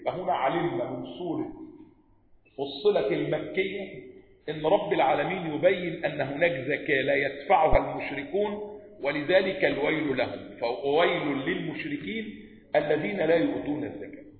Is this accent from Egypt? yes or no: yes; Upper Egypt, Egypt; تجار بقى وصعايدة بقى، انا صعيدي على فكرة